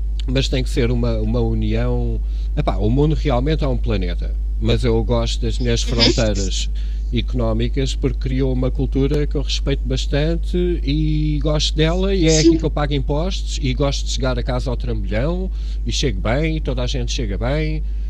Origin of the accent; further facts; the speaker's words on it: Cascais, Lisbon, Portugal; born there; eu sou moreno. Epá, eu nasci em Cascais, mesmo junto à praia, eu tenho esta cor mediterrânica